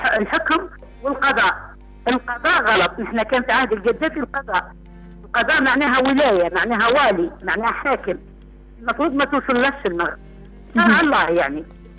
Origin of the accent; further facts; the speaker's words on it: Syria; عدد الإناث عندنا في سوريا كلها